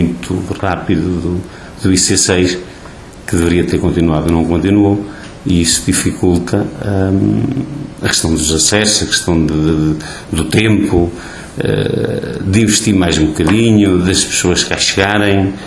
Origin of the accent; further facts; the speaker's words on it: Oliveira do Hospital, Coimbra, Portugal; estando em Oliveira do Hospital, é o nosso concelho, foi onde eu fui criado